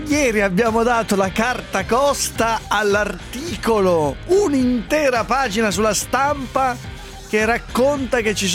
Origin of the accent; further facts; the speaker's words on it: Piateda, Lombardy, Italy; a Valbona, la mia Valbona Piateda, meno un grado, dove ho passato l'infanzia, a Valbona. Valbona, Sondrio.